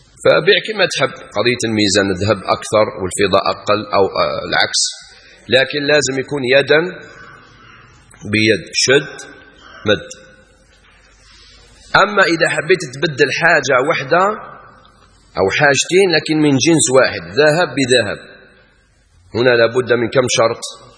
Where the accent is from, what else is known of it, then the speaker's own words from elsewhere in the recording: Algeria; البيض يسموها بعض الناس عندنا في الجزائر العظمات، في العاصمة يسموها أولاد الجاج.